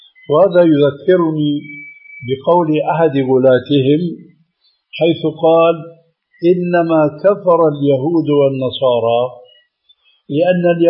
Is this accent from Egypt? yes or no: no; Syria; بعض العبارات التي مع الأسف تلقفها بعض العامة عندنا في سوريا